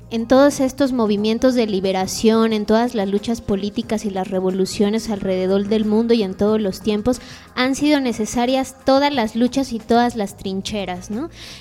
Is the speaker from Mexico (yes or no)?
yes; Mexico; ¿a qué tenemos acceso realmente como mexicanos o como miembros de un país?